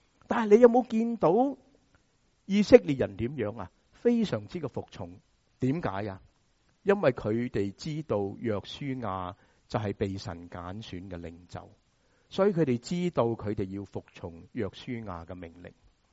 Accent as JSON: {"language": "Chinese", "region": "Guangdong", "country": "China", "said": "中国人，我们广东人说洗湿了个头"}